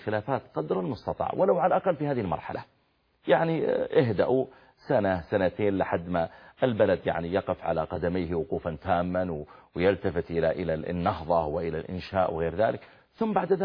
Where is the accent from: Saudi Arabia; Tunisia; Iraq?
Saudi Arabia; اللي موجودة عندنا في السعودية الآن قريب من المدينة